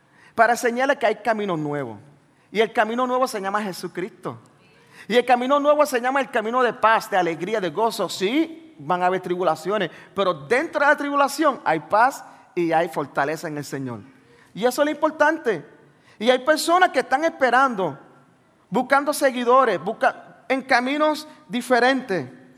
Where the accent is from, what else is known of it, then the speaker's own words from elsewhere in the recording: Brooklyn, New York, United States; Donde yo fui criado en los Estados Unidos, en Nueva York, en Brooklyn. Y cuando llego allí, los muchachos, bueno, yo tengo 44.